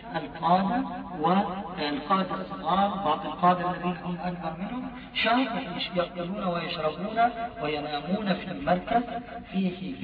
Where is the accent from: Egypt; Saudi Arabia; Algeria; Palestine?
Palestine; أنا ابن فلسطين، أرضي راحة، بلدي ذهب، أهلي يعيشون إخواني يعيشون تحت حكم اليوم